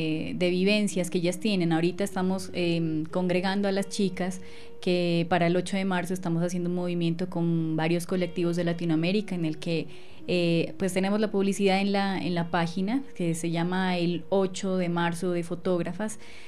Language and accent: Spanish; Colombia; O, por ejemplo, nosotros las colombianas, bueno, que somos fuertes